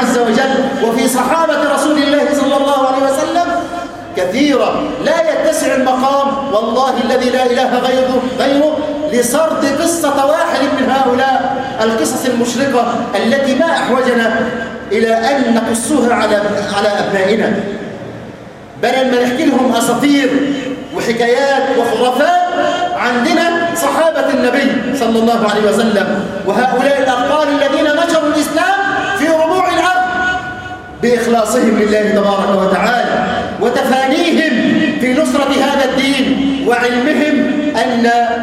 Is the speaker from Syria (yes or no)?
no; Egypt; اللهم اجعل بلدنا مصر أمنا أمانا سخاء رخاء وسائر بلاد